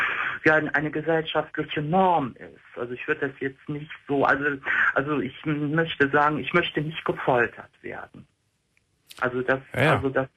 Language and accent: German; Cologne, North Rhine-Westphalia, Germany; ich komme ja aus Köln. Also hört man bei mir jetzt nicht so heftig.